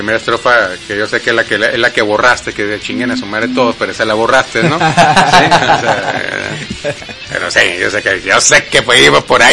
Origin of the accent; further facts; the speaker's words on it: Saltillo, Coahuila, Mexico; Porque soy de Saltillo.